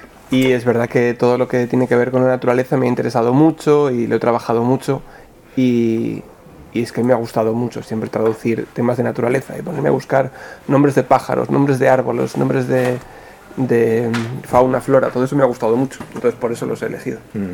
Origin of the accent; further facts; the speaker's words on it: Zamora, Castile and León, Spain; a los que somos de Zamora o del noroeste, es una zona que nos fascina mucho